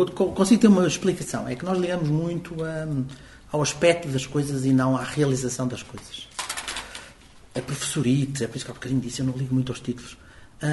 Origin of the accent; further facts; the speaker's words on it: Guimarães, Braga, Portugal; Eu que venho de Guimarães